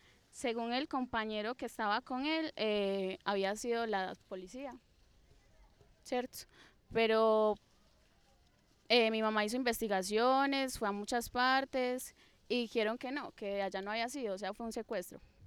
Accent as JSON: {"language": "Spanish", "town": "Medellín", "region": "Antioquia", "country": "Colombia", "tie": "born there", "said": "Yo nací aquí en Medellín, pero la gran parte de mi familia vivió en apartado, ¿cierto? Conozco toda la zona de Antioquia"}